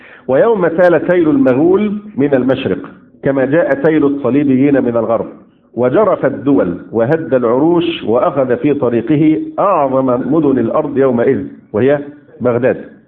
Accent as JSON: {"language": "Arabic", "country": "Egypt", "said": "يمكن عندنا في مصر كان اخف"}